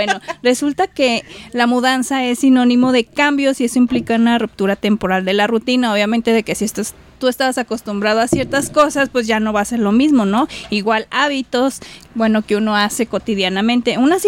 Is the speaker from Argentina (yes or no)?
no; Michoacán, Mexico; born or raised there; also born or lived in Puebla / Guadalajara